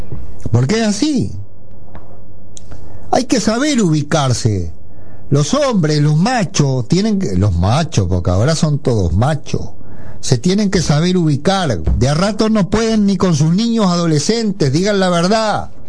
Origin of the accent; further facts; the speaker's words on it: Paysandú, Uruguay; Yo era sanducero y Luis era montevideano